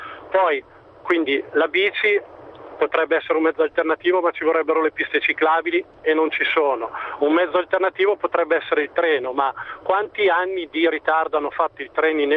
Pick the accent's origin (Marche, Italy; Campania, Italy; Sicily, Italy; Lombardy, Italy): Lombardy, Italy; Pavia; Io sono di Pavia, vado a lavorare a Milano